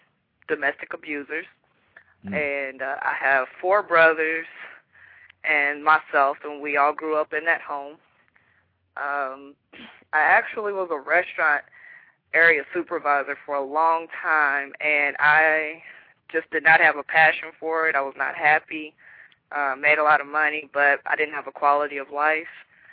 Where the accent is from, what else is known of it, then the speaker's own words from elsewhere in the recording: Dayton, Ohio, United States; born there; also born or lived in Louisville, United States; now in Jacksonville, United States; Okay, well, I'm 28. I just recently moved to Jacksonville in September. Originally, I was born in Dayton, Ohio, but I moved to Louisville.